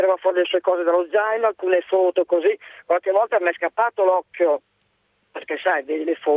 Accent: Cremona, Lombardy, Italy; No, io sono di Cremona.

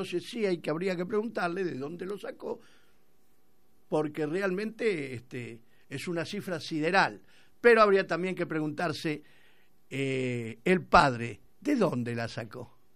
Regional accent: Argentina; soy argentino, que quiere a su patria

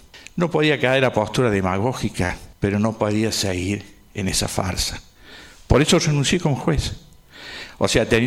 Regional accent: Córdoba, Argentina; Incluso uno como es cordobés no pide la costumbre.

